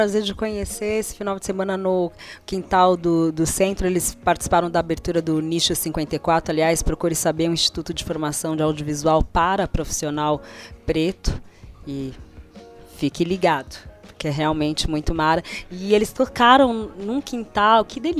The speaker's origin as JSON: {"language": "Portuguese", "region": "São Paulo", "country": "Brazil", "said": "Eu, agora que eu moro aqui, entre o Taboão e o Campo Limpo, mas eu venho lá do Jabaquara, né? Da Santa Catarina, né?"}